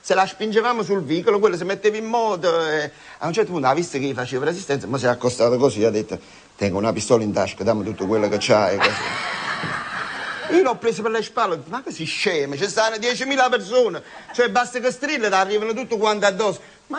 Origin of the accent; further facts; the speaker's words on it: Naples, Campania, Italy; sono napoletano, non lo posso dire